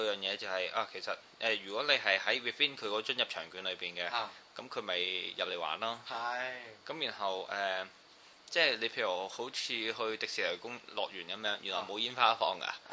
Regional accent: Beijing, China; 我哋因為佢咧係嗰度嘅人啦，即係我哋北京人啦

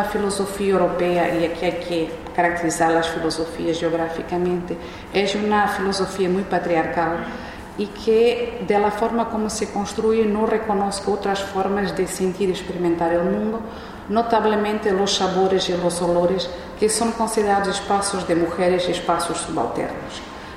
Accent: Mozambique; Yo soy de Mozambique y nací bajo un sistema colonial.

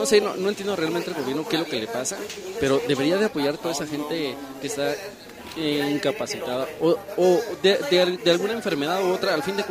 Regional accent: Mexico; a veces ya nosotros como mexicanos a veces ya pues vemos a una persona de pequeña edad

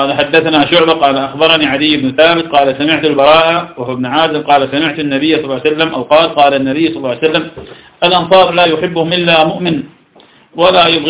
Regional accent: Iraq; فلم عندنا في العراق

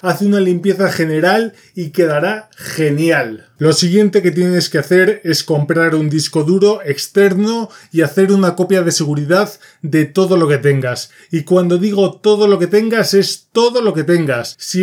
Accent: Spain; Soy español y los calcetines se ponen de una manera

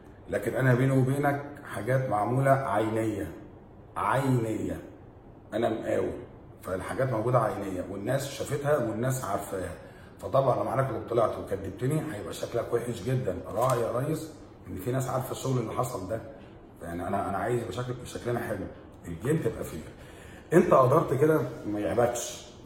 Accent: Egypt; اهم حاجه بالنسبه لنا احنا كمصريين كلمه الشعب

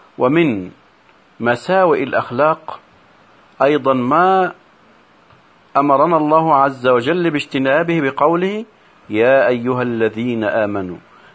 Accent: Egypt; وما يحدث عندنا في مصر إلا من جراء انتشار هذا الخلق السيء

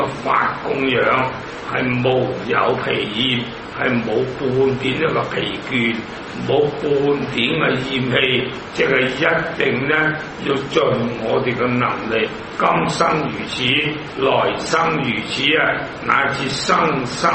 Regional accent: Hong Kong; 我都系香港人啦

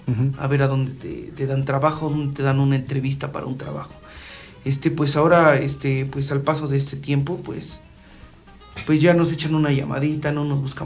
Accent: State of Mexico, Mexico; Porque pues básicamente todos los integrantes somos de aquí, de Ameca, de Mamatla, de Cocotitlán. Entonces somos de acá, de la región de los volcanes.

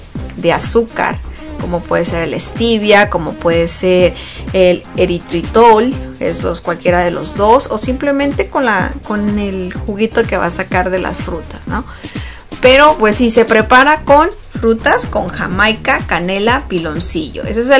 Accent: Sonora, Mexico; yo soy del norte de México y nosotros no acostumbramos el ponche.

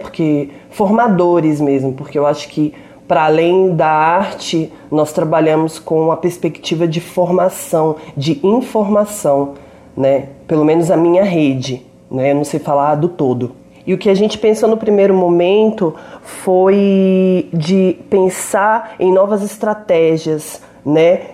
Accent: Belo Horizonte, Minas Gerais, Brazil; moved away as an adult; now in São Paulo, Brazil; Eu sou, né, mineira, Belo Horizontina, moro aqui em São Paulo há 8 anos

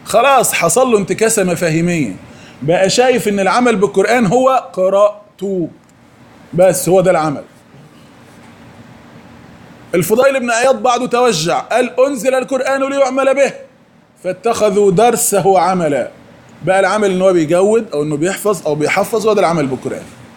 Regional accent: Egypt; الحمد لله تقريبا على عمر 15 سنة كده ما يعادل الأولى ثانوي عندنا في مصر

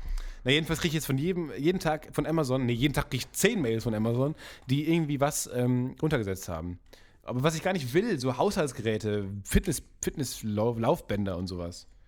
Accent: North Rhine-Westphalia, Germany; ich komme ja aus dem Kreis Unna

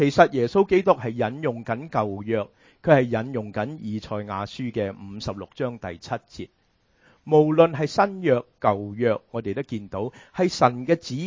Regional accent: China; 我们中国人很喜欢吃猪肉

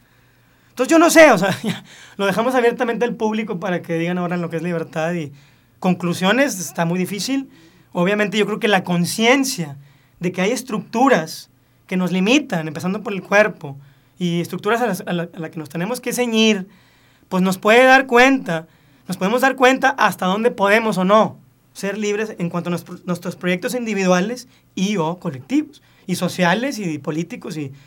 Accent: Mexico; el día que nazco y me dan un pasaporte, pues ya soy mexicano.

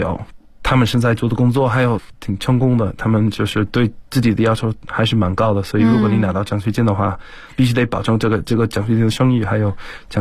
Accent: South East England, United Kingdom; Chinese is a second language; moved away as an adult; also born or lived in Tianjin; now in China; 我来自英国肯特郡，在中国差不多已经要7年左右。

